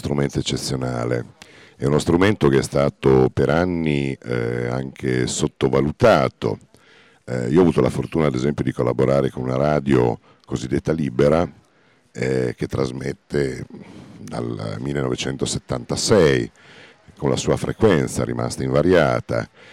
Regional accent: Bologna, Emilia-Romagna, Italy; Sì, sono uno dei pochi indigeni sopravvissuti. No, lo dico scherzosamente perché in realtà, insomma, però sì, sono bolognese.

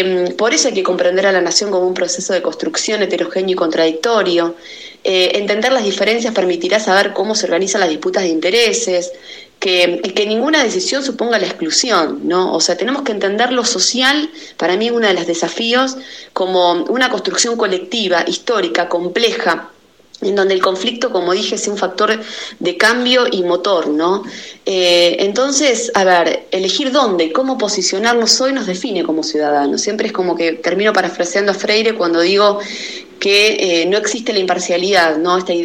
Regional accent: Argentina; ¿Quiénes somos los argentinos hoy?

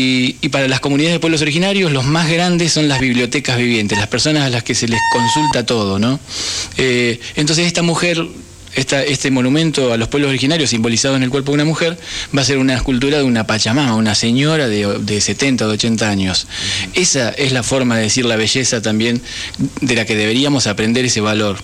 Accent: Argentina; Somos todos argentinos, pero también hay 40 naciones adentro de esta Argentina.

